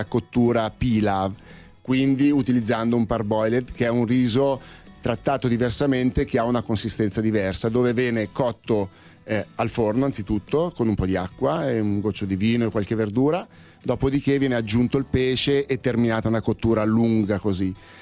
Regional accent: Milan, Lombardy, Italy; qua ti parlo da milanese

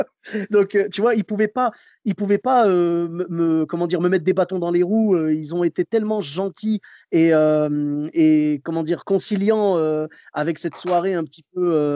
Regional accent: Bordeaux, Nouvelle-Aquitaine, France; moi, je devais retourner travailler chez moi à Bordeaux.

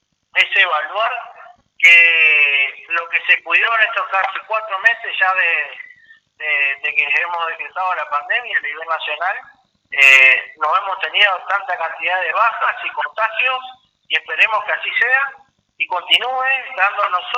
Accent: Argentina; países como Argentina, que siempre estuvimos acá en los últimos años dentro de países emergentes

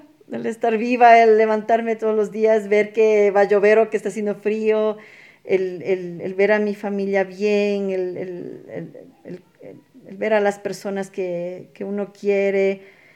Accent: Ecuador; por algo somos ecuatorianos, digo, ¿no?

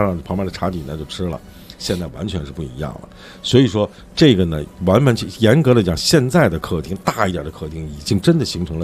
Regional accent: China; 我们中国人一个习惯你知道吗

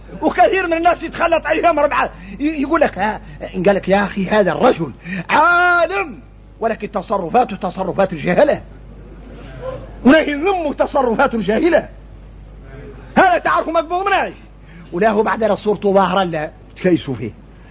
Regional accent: Mauritania; احنا موريتاني بينا الشدة تجهل الواحد منا

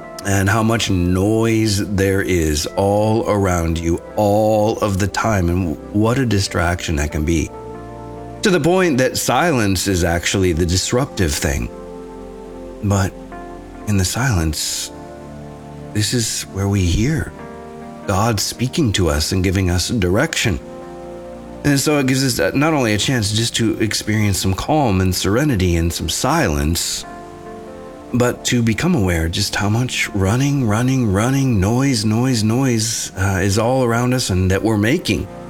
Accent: Nashville, Tennessee, United States; Kind of like … from Nashville. I'm a Nashvillian.

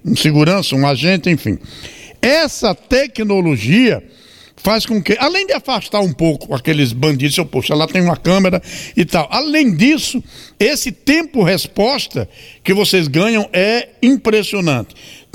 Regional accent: Maceió, Alagoas, Brazil; moved away; Eu estive recentemente em Maceió, que é inclusive a minha terra, eu sou alagoano, embora estou aqui há 46 anos, sou muito mais sergipano do que alagoano.

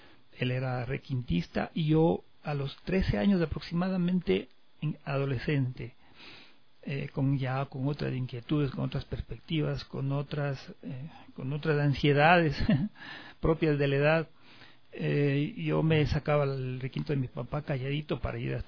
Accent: Riobamba, Chimborazo, Ecuador; yo soy del barrio del Vergel, un barrio muy tradicional de la ciudad de Riobamba, un barrio donde crecimos en la cancha de fútbol y en las esquinas guitarreando.

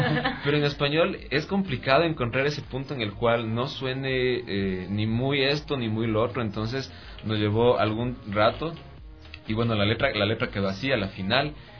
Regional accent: Latacunga, Cotopaxi, Ecuador; Yo soy de Cotopaxi, soy de la Tacunga de por ahí. Entonces, sí, de hecho recién nomás llegué acá.

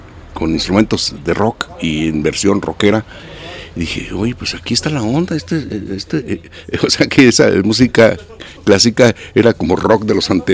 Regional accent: Jalisco, Mexico; also born or lived in Mexico City; Yo soy de aquí de Jalisco. Sí. Y estaba radicando en la Ciudad de México en ese tiempo.

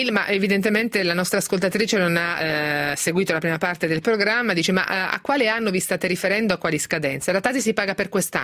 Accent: Castelfidardo, Marche, Italy; No, ma sono di Castelfidardo pure io, l'ho detto mille volte

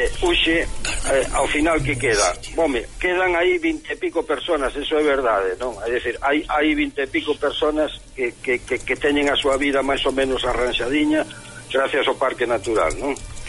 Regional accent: Galicia, Spain; Para nós sempre foi, para os galegos, algo moi íntimo

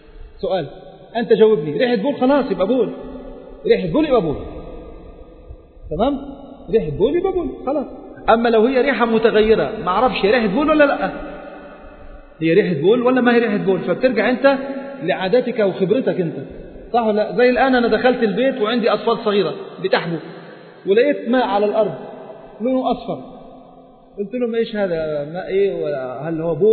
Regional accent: Egypt; عندنا في مصر نلبس بناطيل يعني

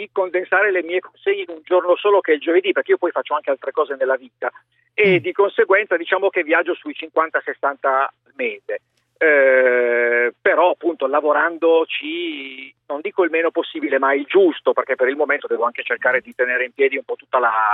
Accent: Collegno, Piedmont, Italy; born there; io vivo, cioè sono nato, vivo a Collegno, però lavoro su Torino

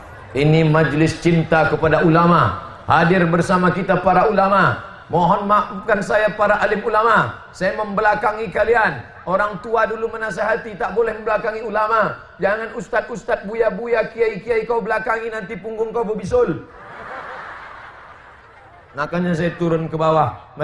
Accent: Egypt; Saya dari Mesir, beliau dari Pakistan.

